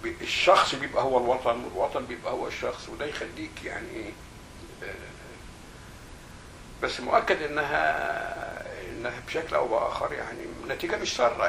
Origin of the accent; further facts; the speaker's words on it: Egypt; فلما تقول انا مصري عربي في الوقت ده في السبعينات